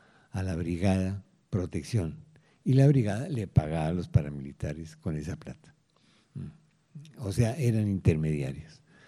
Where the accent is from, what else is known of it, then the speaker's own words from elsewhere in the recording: Colombia; yo como colombiano sí se lo hago.